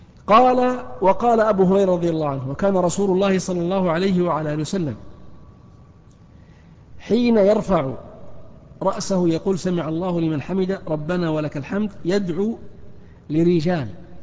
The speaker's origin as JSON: {"language": "Arabic", "town": "Al-Ahsa", "region": "Eastern Province", "country": "Saudi Arabia", "said": "التي تعرف اليوم بالمنطقة الشرقية عندنا في الأحساء"}